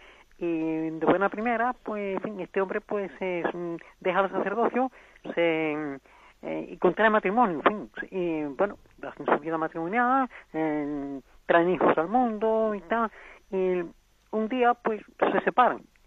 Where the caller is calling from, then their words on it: Seville, Andalusia, Spain; Buenos días, mire, somos de Sevilla.